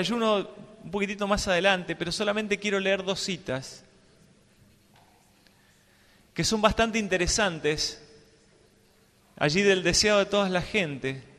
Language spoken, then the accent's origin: Spanish; Mendoza, Argentina; yo soy de Mendoza y me gusta escalar.